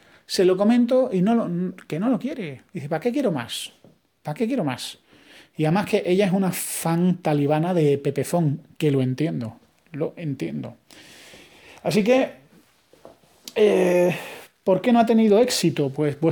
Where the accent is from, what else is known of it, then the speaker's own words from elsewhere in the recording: Spain; yo como español lo veo como tarifa de datos es cara